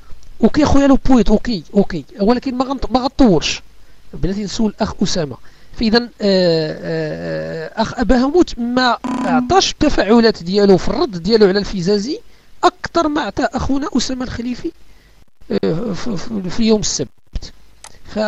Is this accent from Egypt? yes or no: no; Morocco; كتمارس النضال السياسي الحقيقي في بلادنا المغرب